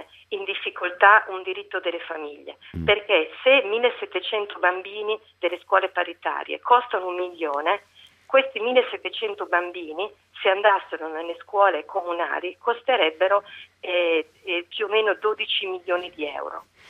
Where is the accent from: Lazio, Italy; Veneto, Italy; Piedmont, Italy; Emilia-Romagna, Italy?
Emilia-Romagna, Italy; Bologna; io sono bolognese.